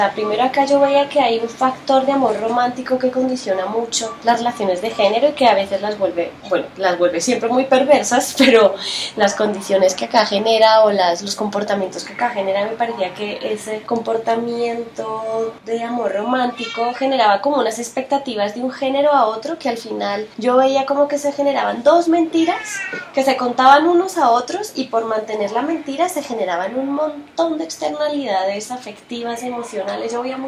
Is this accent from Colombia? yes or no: no; Spain; Soy española, para los que tengan dudas cuando me escuchen hablar.